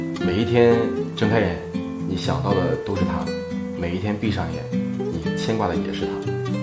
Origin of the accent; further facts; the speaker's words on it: Guangdong, China; 因为我广东人嘛